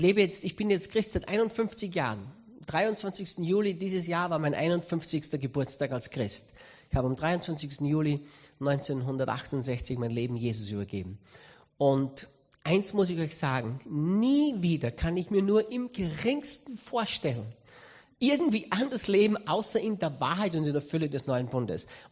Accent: Austria; Ich bin aufgewachsen in der Pfingstgemeinde in Österreich hier. Mein Papa war Pastor in der Pfingstgemeinde und ich bin von Kind auf in der Freien Christengemeinde in Österreich aufgewachsen.

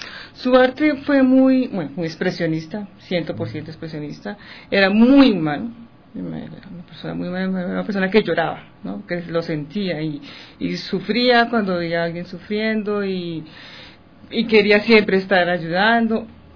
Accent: Colombia; now in Ecuador; Somos ecuatorianas de alma, los dos. yo soy colombiana.

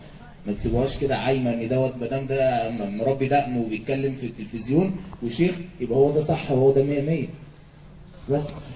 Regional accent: Cairo, Cairo Governorate, Egypt; بالمناسبه انا من القاهره

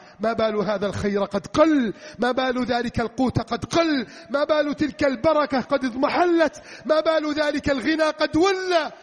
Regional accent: Egypt; اللهم اجعل بلدنا مصر آمنا مطمئنا

